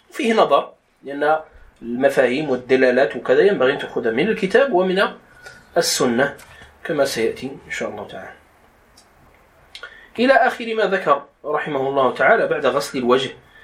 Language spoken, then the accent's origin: Arabic; Morocco; يسهل بما يتلائم مع فهم المغاربة أو دارجتنا المغربية